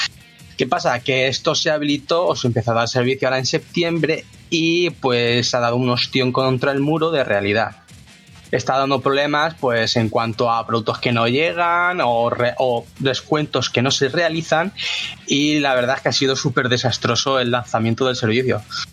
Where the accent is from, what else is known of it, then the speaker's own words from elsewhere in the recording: Alicante, Valencian Community, Spain; para los que somos de Alicante